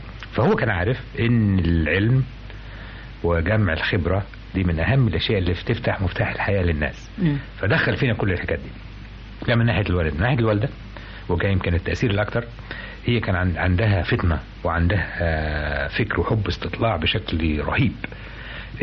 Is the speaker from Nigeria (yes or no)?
no; Damietta, Damietta Governorate, Egypt; also born or lived in Zagazig / Cairo; بقيت مصري مشكل. يعني اتولدت في الزقازيق، ربيت في دمياط، وعشنا في القاهره، وبعدين اشتغلت في اسيوط. معناها انني جبت الجمهوريه كلها، فانا حد يقول لي انت منين، اقول من مصر كلها.